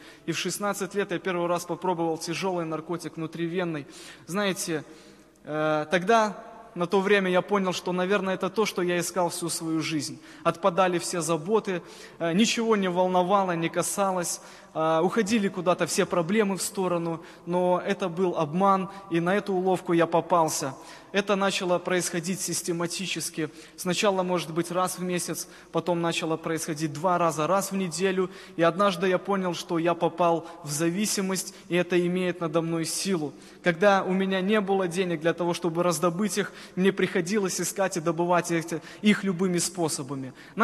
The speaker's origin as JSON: {"language": "Russian", "town": "Cherikov", "region": "Mogilev Region", "country": "Belarus", "said": "Я сам из Могилевской области, в городе Черикове родился, может быть, кто-то знает такой город."}